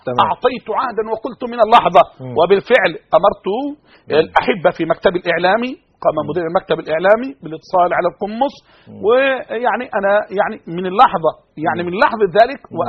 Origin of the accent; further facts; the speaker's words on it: Egypt; أنا بتكلم عن أنا مصري